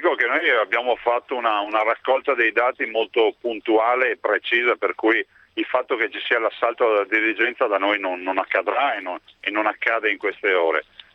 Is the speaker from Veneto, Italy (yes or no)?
yes; Veneto, Italy; Io vengo dalla provincia di Treviso che esporta come la Grecia